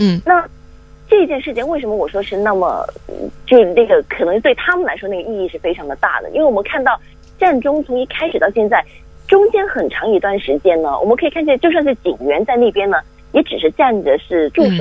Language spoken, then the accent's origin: Chinese; Hong Kong; 我们香港人说4点钟记者会